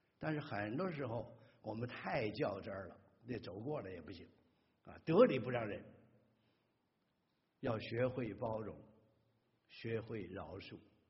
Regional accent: China; moved away; 尤其我们从大陆来的弟兄姊妹啊，我也是啊

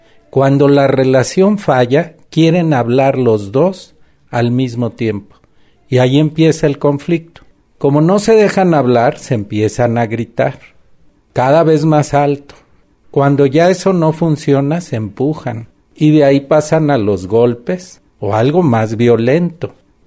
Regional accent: Guerrero, Mexico; born there; now in Mexico City, Mexico; yo nací en Guerrero, que es una sociedad muy violenta, donde la gente prefiere morirse a balazos que de hambre. Y eso lo viví desde niño. Después me vine a la Ciudad de México, volví a la Universidad de Guerrero a dar clase

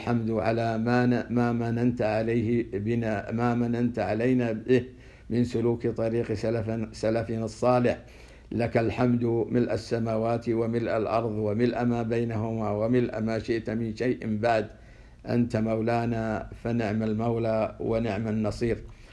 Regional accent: Saudi Arabia; وخير من يمثل ذلك حاليا بلادنا السعودية

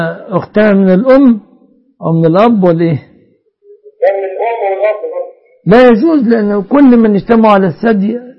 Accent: Egypt; الصداق عندنا في مصر الآن الغالب ده الغالب يتمثل في شبكة للذهب

